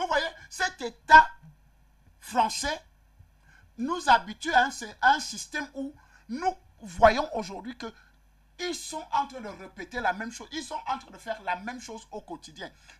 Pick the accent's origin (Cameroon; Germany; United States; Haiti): Cameroon; La preuve en est, allez chez moi au Cameroun, vous allez trouver que la France a fait un pont sur un pont